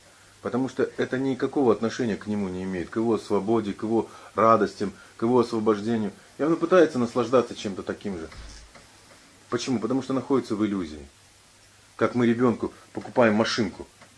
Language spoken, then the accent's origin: Russian; Ulan-Ude, Buryatia, Russia; ну, вот я из Улан-Удэ